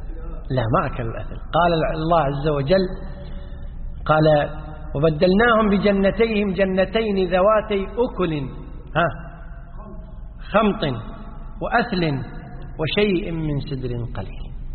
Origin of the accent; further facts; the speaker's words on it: Kuwait; اليوم عندنا في الكويت وفي بعض الدول المتقدمة مياه الصرف الصحي تعالج.